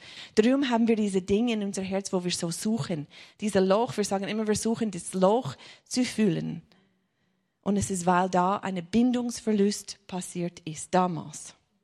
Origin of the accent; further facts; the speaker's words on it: United States; accent: American; German is a second language; Ich komme ursprünglich aus den USA, darum habe ich ein komisches Akzent. Ich spreche nur dieses Deutsch, was ich jetzt spreche. Das ist nicht richtig Deutsch, aber es ist ein bisschen Amerikaner-Schweizer-Hochdeutsch.